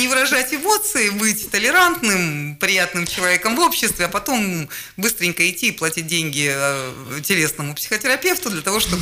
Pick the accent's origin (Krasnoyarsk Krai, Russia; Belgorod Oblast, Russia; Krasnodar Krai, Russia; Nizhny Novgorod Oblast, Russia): Krasnoyarsk Krai, Russia; Krasnoyarsk; born there; я родилась в Красноярске, в Черемушках